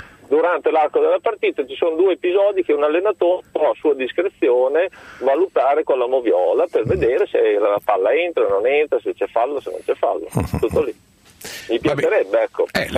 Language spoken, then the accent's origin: Italian; Bologna, Emilia-Romagna, Italy; No, io sono bolognese